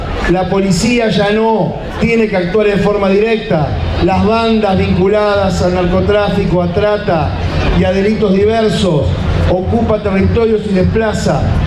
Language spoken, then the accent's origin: Spanish; Florencio Varela, Buenos Aires Province, Argentina; yo provengo de Florencio Varela